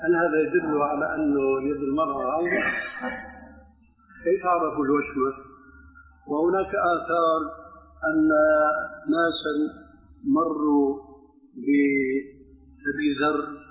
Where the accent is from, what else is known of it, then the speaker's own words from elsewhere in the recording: Syria; عندنا في الشام